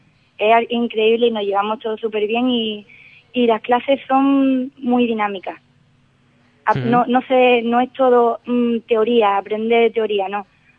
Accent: Ubrique, Andalusia, Spain; Al ser de Ubrique y al encontré información sobre este máster, decidí intentarlo, ¿no? Ya que soy de Ubrique

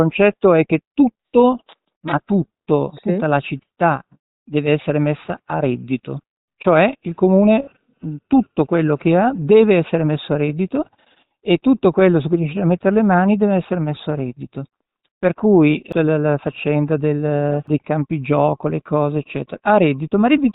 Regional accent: Milan, Lombardy, Italy; Da milanese io sono angustiato da questa visione della città

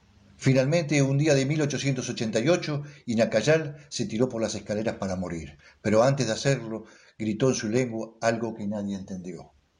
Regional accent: Argentina; que nos permite realmente saber quiénes somos los argentinos y de dónde venimos

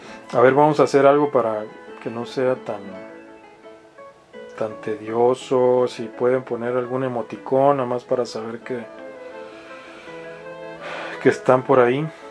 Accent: Mexicali, Baja California, Mexico; Yo que soy oriundo de Mexicali, el norte de México, cuando vuelvo a Mexicali de pronto noto palabras nuevas o expresiones nuevas.

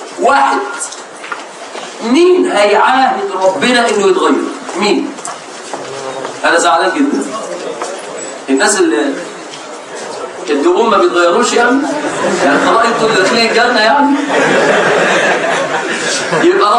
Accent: Egypt; طبعا ده لو عندنا في مصر

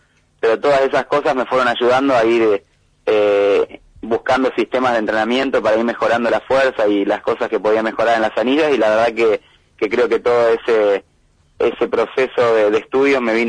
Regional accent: San Jorge, Santa Fe, Argentina; also born or lived in Rosario; nosotros en el año 88, cuando nosotros nacimos en Rosario, después nos fuimos a San Jorge en el 88

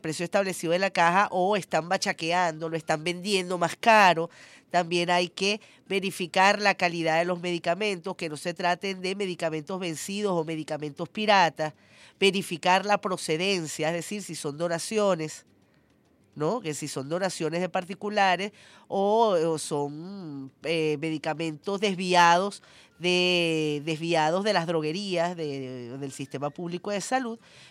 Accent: Venezuela; Porque así somos los venezolanos de generosos.

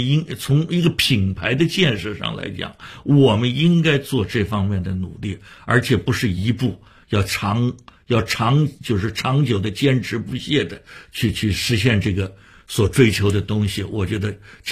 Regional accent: Shanghai, China; 我发现北京人也做过我们上海人的戏啊

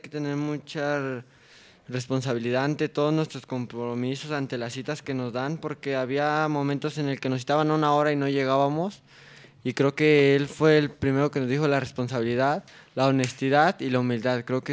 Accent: Tlaxcala, Mexico; aquí, en mi tierra, en Tlaxcala, de donde nací.

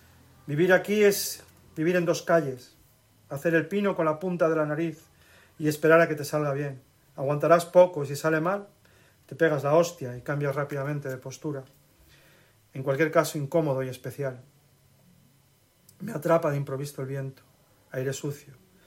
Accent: Madrid, Community of Madrid, Spain; Mi ciudad es Madrid, mi pueblo es Madrid, aunque yo me siento más asturiano y almeriense que madrileño.

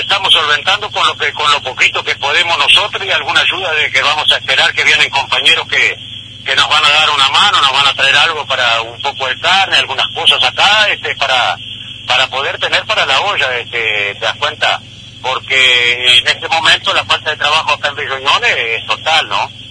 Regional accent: Rivera, Uruguay; now in Bella Unión, Uruguay; soy oriundo de Rivera, pero hace años que trabajo acá en Bella Unión

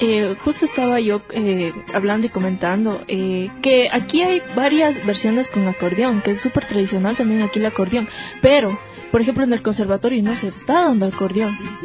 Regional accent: Riobamba, Chimborazo, Ecuador; yo soy de Riobamba, hablo con mi colegio, el Vicente de Aguirre.

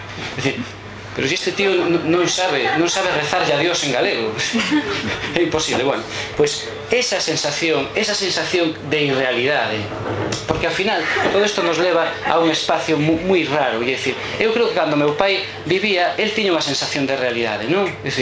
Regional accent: Galicia, Spain; para que vexades como somos os galegos, para vexades como estamos realmente no final do paradoxo

